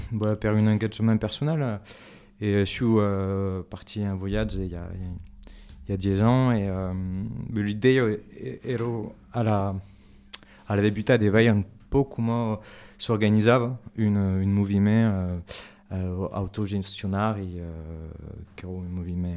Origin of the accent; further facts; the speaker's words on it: Auvergne-Rhône-Alpes, France; D'Ardèche.